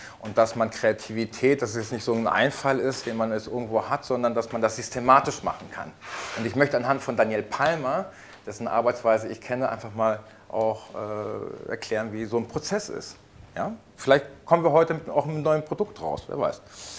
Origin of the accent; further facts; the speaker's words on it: Ajijic, Jalisco, Mexico; German is a second language; Dieses Phänomen haben wir auch in Mexiko. Ich komme aus Ajijic, das ist ein kleines Dorf am Rande des Chapala-Sees.